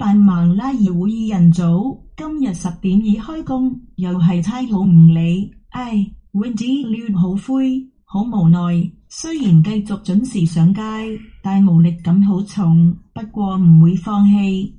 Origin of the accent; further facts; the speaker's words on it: Macau; 我都系澳门人。